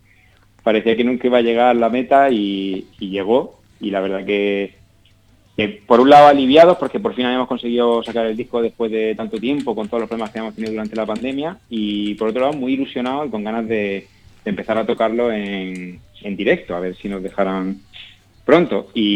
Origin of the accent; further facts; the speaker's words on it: Region of Murcia, Spain; todos los miembros de la banda somos de Murcia, aunque yo ahora mismo no vivo allí, pero todos somos de allí.